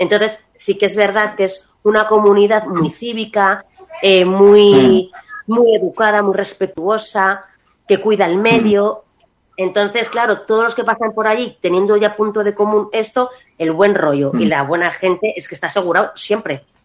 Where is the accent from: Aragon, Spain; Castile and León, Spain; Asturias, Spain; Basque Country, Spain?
Castile and León, Spain; Maraña; que yo soy de Maraña, pues me sale solamente cosas bonitas, porque para mí es que es una joya